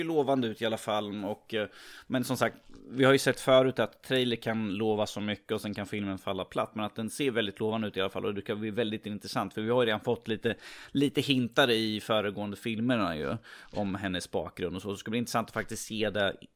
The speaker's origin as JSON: {"language": "Swedish", "country": "Norway", "said": "Som norrman så känner jag obligatoriskt att göra det."}